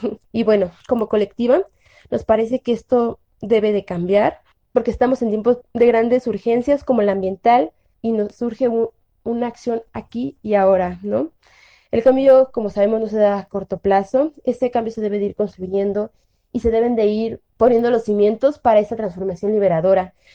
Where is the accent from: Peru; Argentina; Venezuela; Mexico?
Mexico; State of Mexico / Mexico City; somos morritas del Estado de México y de la Ciudad de México